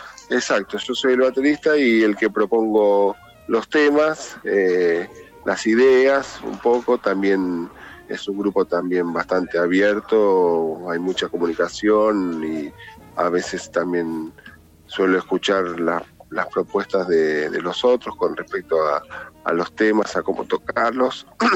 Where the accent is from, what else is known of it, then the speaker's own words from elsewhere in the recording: Buenos Aires, Argentina; yo soy de Buenos Aires, nací en el Hospital Italiano.